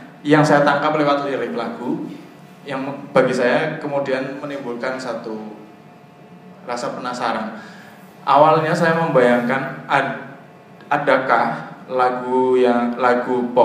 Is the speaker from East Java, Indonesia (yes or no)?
no; Banyumas, Central Java, Indonesia; accent: medok; maaf saya dari Banyumas jadi saya agak medok.